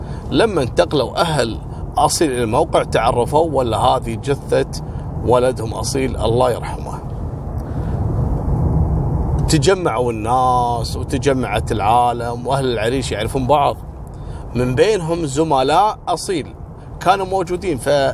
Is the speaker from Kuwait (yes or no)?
yes; Kuwait; عندنا بالكويت